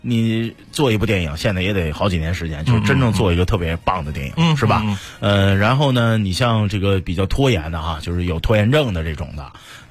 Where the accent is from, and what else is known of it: China